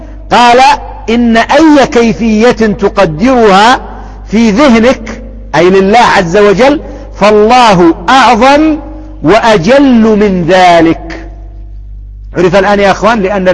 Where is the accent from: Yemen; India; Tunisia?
Yemen; أو يطلب علم ها هنا عندنا في اليمن